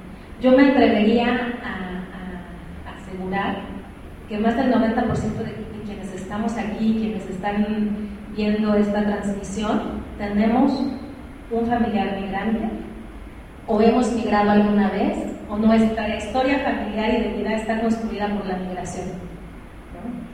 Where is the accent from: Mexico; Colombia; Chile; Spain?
Mexico; nosotros como mexicanos lo sufrimos, mucho más las personas extranjeras en el territorio